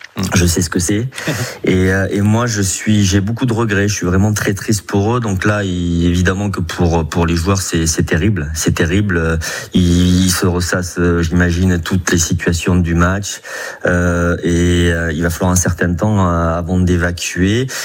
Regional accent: Saint-Jean-de-Luz, Nouvelle-Aquitaine, France; Oui, moi je sais pas pourquoi j'ai fait du foot en fait, hein, parce que ici on va direct au rugby en fait.

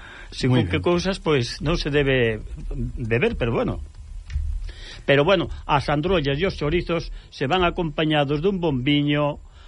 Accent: Navia de Suarna, Galicia, Spain; pois sí, eu son de Navia, claro

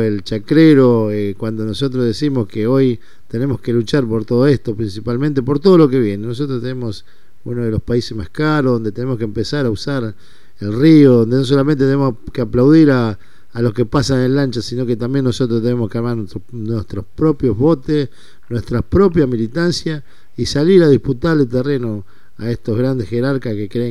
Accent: Concordia, Entre Ríos, Argentina; Yo soy también de allá, de aquellos lados, soy entrerriano, de Concordia

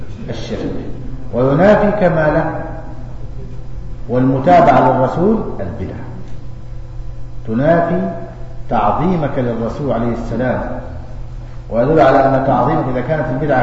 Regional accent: Egypt; عندنا في مصر تعدي عشرات زيه

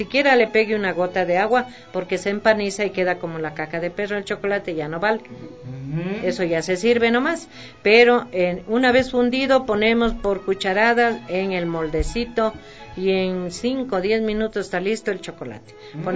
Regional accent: Quito, Pichincha, Ecuador; Pero yo me crié, soy del centro de Quito. De Quito, Rocafuerte, Imbabura.

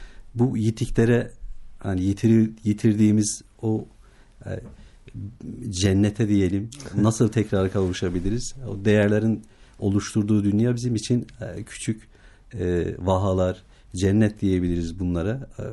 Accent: Bingöl, Turkey; Biz de tabii doğduğumuz, büyüdüğümüz coğrafya, bölge diyelim. Yani Bingöl doğumluyum.

